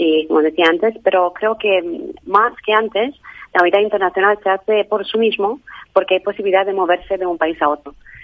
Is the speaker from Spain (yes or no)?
no; Romania; Spanish is a second language; Tengo un acento pequeño porque vengo de Rumanía, y trabajé en muchos países.